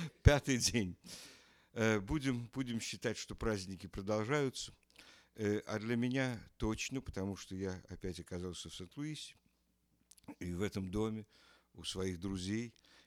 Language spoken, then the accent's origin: Russian; Kyiv, Ukraine; Я киевлянин, вы понимаете.